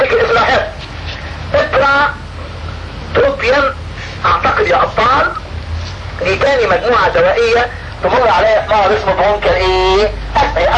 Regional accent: Egypt; عندنا في مصر في السوق المصري

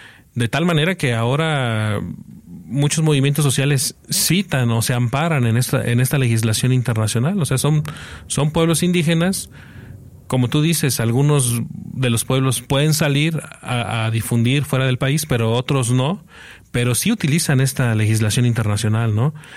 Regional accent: Guerrero, Mexico; Yo vengo de Guerrero, soy originario del estado de Guerrero.

